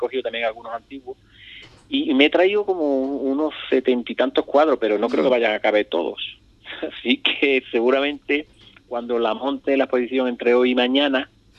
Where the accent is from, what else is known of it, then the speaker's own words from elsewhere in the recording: Ubrique, Andalusia, Spain; me han preguntado un montón de veces que cuando iba a poner aquí en mi pueblo.